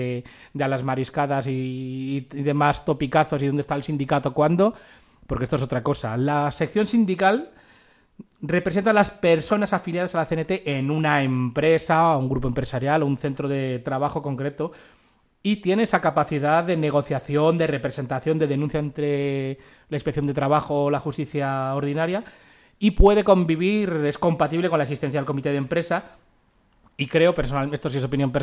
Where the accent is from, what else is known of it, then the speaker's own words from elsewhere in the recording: Madrid, Community of Madrid, Spain; ya que somos de aquí, de Madrid